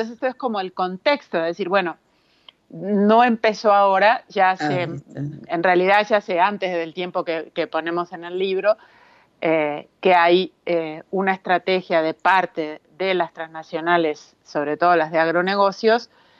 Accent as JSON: {"language": "Spanish", "country": "Uruguay", "moved": "yes", "lives_now": "Mexico", "said": "yo como uruguaya, ya desde que llegué a México me di cuenta"}